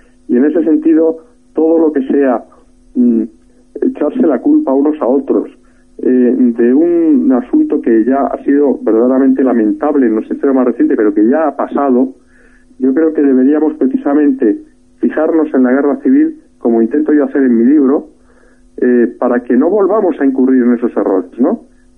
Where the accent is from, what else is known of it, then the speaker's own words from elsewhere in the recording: Spain; perdemos de vista que todos somos españoles y que tenemos que trabajar en el ideal de una patria común